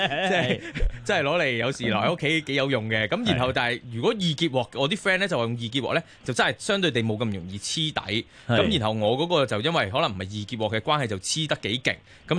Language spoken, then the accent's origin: Cantonese; China; 同我哋中国人嘅煮食器皿咧，